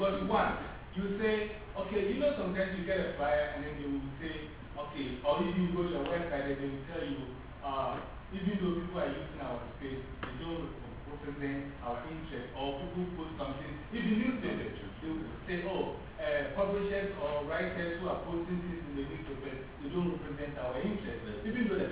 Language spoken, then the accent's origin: English; Ghana; In the first place, as we talked … I'm from Ghana. I'm teaching English.